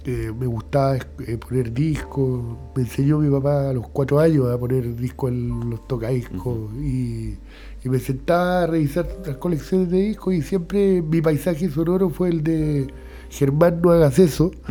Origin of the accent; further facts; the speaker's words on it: Concepción, Biobío, Chile; Nací en Conce, nací súper cerca de acá. Soy de una familia de gente que por el lado paterno viene del campo. Mi vida estuvo muy ligada al campo.